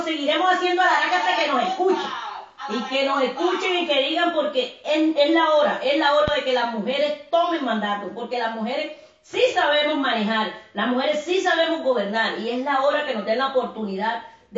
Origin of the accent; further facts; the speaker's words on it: Colombia; moriré en mi tierra, en Colombia